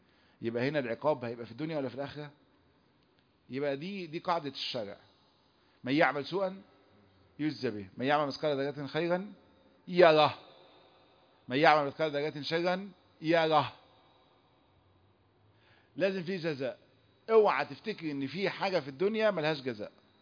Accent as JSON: {"language": "Arabic", "country": "Egypt", "said": "احنا بنسمي النمل عندنا في مصر نمل"}